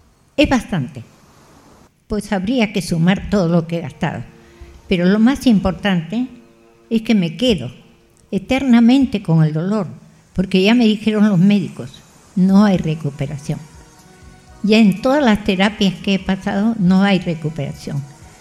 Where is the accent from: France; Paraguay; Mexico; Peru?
Peru; La Punta, Callao; Nací en la casa de mi abuela en El Callao y a los 40 días vine a vivir en La Punta hasta el día de hoy.